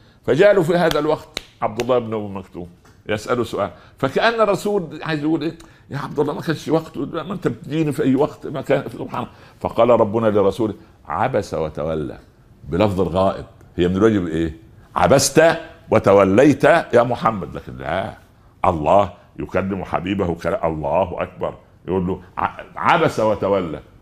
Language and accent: Arabic; Upper Egypt, Egypt; او زي ما يقولوا الشوام وعندنا في الصعيد طنجرة ولقيت غطاها